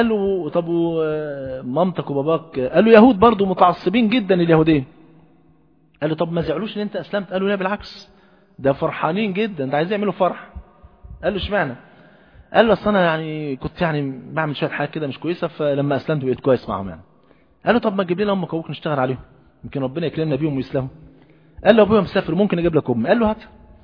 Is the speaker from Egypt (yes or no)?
yes; Egypt; حتى المثل عندنا في مصر يقول ايه؟